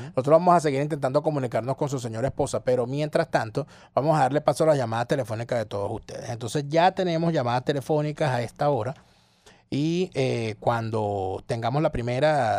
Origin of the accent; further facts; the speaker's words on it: Venezuela; Como venezolano.